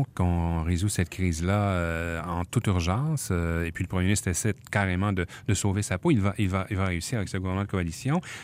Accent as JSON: {"language": "French", "country": "Canada", "said": "Chez nous, au Canada, comment va fonctionner cette machine de guerre?"}